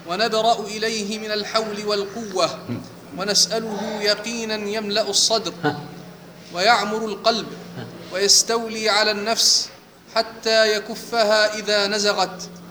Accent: Jordan; من الأردن.

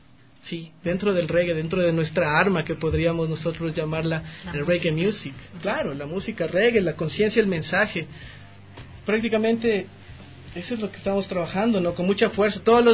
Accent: Ecuador; un reggae que a todos nos identifique como ecuatorianos

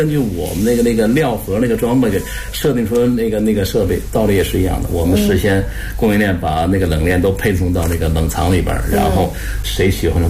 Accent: Beijing, China; accent: Beijing dialect; 按我们北京话的没躺下，也就是说还能混

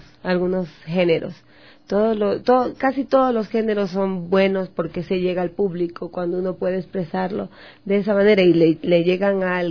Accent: Manabí, Ecuador; me gusta muchísimo … Y por qué no grabarlo si yo me siento tan orgullosa de mi tierra.

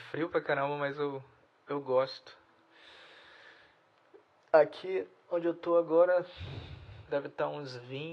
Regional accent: Brazil; accent: Brazilian; Então, eu vou falar francês com sotaque. Meu sotaque mesmo. De brasileiro.

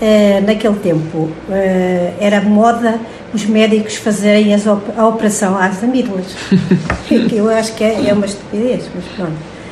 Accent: Arganil, Centro, Portugal; Eu sou natural de Chãs d'Égua, da freguesia de Pio, de um concelho de Arcanil.

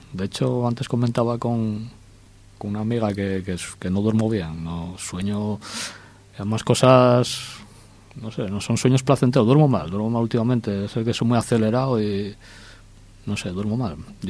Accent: O Carballiño, Galicia, Spain; Soy uno más de donde soy y tampoco quiero alumbrar más que los demás, ¿no? Porque en Carballín hay gente que hace bien teatro

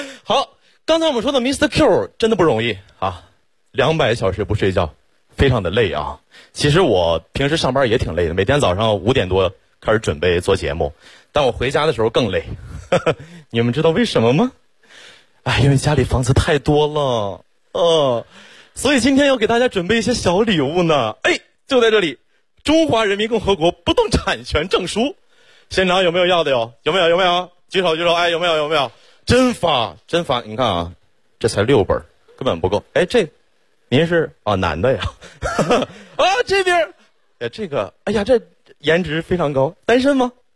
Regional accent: Xiong'an, Hebei, China; 土生土长的雄安人，从小在那长大。

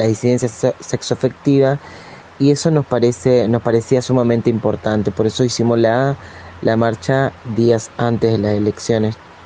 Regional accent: Nogoyá, Entre Ríos, Argentina; yo soy de Nogoyá, Entre Ríos

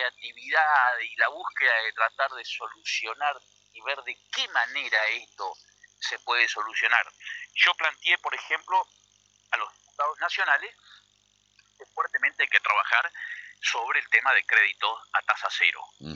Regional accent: Entre Ríos, Argentina; ¿Saben ustedes que nosotros somos todos entrerrianos?

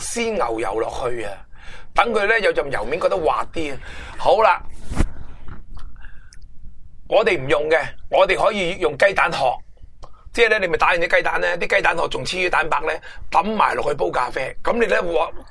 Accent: Hong Kong; 即系我哋香港人成日话我食餐蛋面

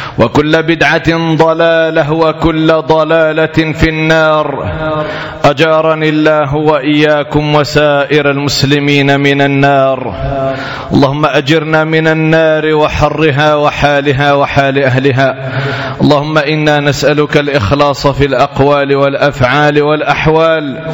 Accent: Morocco; وبالأخص هذا البلد العزيز بلدنا المغرب

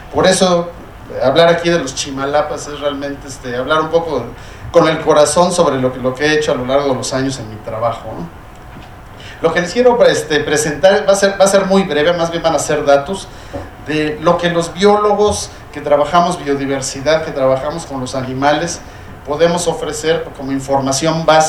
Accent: Mexico City, Mexico; Se me olvida que yo soy chilango y que él vivía ahí, ¿verdad?

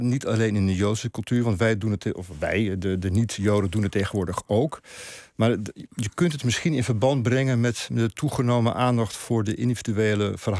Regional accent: Netherlands; Ja, dat is iets om je voor te schamen als Nederlander.

